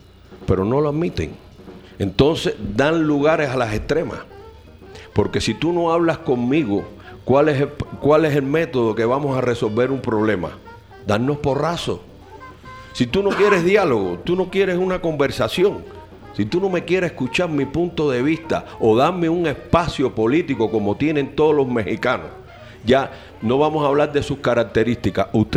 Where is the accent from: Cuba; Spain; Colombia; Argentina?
Cuba; no vas a comprender la de mi pueblo, que llevamos 56 años y hay que ir a Cuba